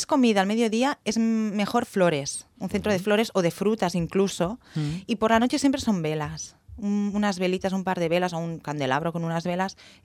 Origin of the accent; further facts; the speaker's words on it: Catalonia, Spain; Yo digo cava también porque como soy catalana, pues a mí el cava me gusta.